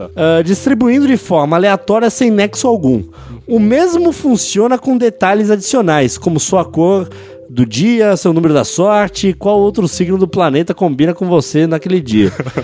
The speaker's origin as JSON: {"language": "Portuguese", "town": "Fortaleza", "region": "Ceará", "country": "Brazil", "said": "Tenho 24 anos, sou de Fortaleza, Ceará"}